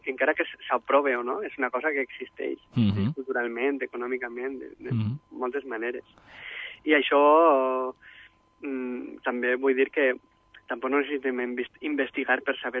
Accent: Xàtiva, Valencian Community, Spain; Xàtiva és el meu país i és la meva llengua. I segurament si jo no hagués nascut a Xàtiva no faria el que faig i no seria qui sóc d'alguna manera.

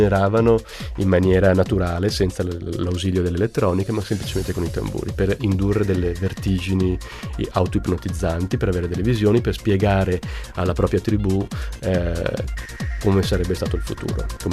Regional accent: Switzerland; born there; io sono nato in Svizzera e quindi non sono stato neanche battezzato, e sono cresciuto sempre con un convinto sano ateismo

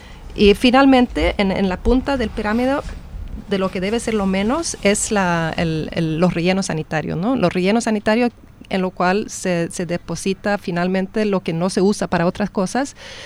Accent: Sweden; Spanish is a second language; en Suecia, que yo vengo de Suecia

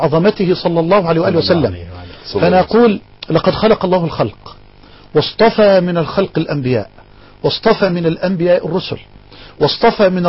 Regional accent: Egypt; وأخاطب المسؤولين في بلدنا مصر.

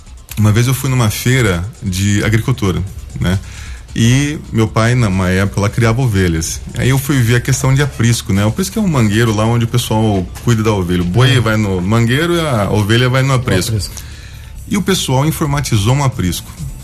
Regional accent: Ilha Solteira, São Paulo, Brazil; born there; also born or lived in Rio de Janeiro / Goiás; eu nasci em Ilha Solteira, interior de São Paulo, mas eu morei no Rio de Janeiro, eu morei na Praia de Itaorna, morei em Goiás, em Tumbiara, Caldas Novas, Brasília, Goiânia.

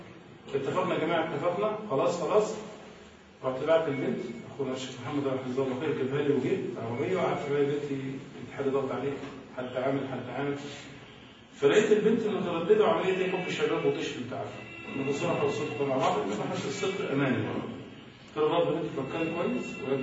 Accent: Egypt; من أمورنا كلنا كمصريين

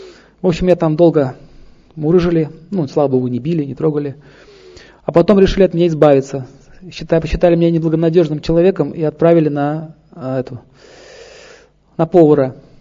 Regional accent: Saint Petersburg, Russia; born there; Родился в Петербурге.

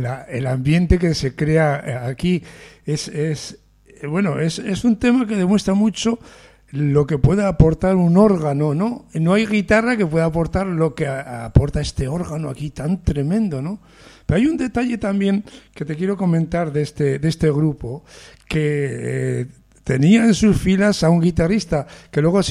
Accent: Medina de Pomar, Castile and León, Spain; mi pueblo, aunque pertenece a Burgos, se llama Medina de Pomar, pero es como si fuese de Bilbao, porque va la gente de Bilbao a veranear y todo esto. Entonces diríamos que en los mapas es de Burgos, pero en la cultura es bilbaíno, ¿no?

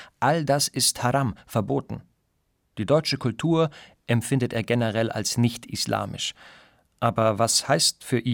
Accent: Afghanistan; in meiner Heimat Afghanistan.

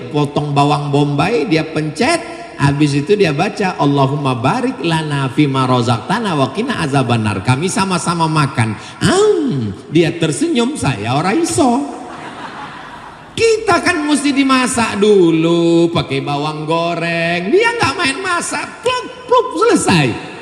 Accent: Indonesia; I'm from Indonesia.

